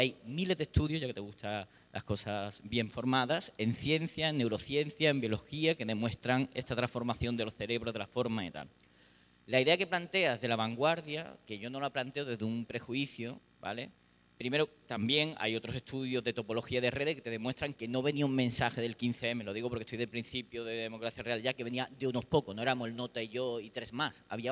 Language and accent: Spanish; Malaga, Andalusia, Spain; yo soy de Málaga